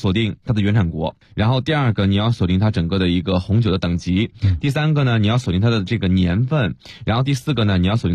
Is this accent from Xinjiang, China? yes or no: no; Beijing, China